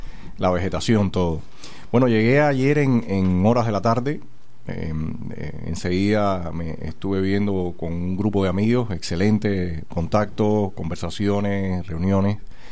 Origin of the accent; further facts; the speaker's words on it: Cuba; más interés en lo que estaba ocurriendo en mi país. Me doy cuenta que realmente, aunque profesionalmente me iba bien en otro lugar, pero realmente mis raíces estaban en Cuba